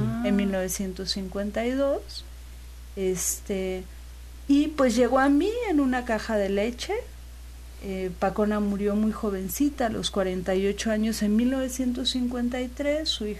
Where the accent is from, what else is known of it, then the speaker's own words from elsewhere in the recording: Mexico City, Mexico; Yo soy de la Ciudad de México.